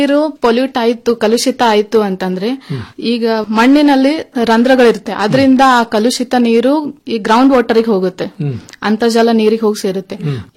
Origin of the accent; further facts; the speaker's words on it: Karnataka, India; ಮತ್ತು ನಾನು ಅದೇ ಪ್ರದೇಶದಲ್ಲಿ ಬೆಳೆದ್ ಬಂದವಳು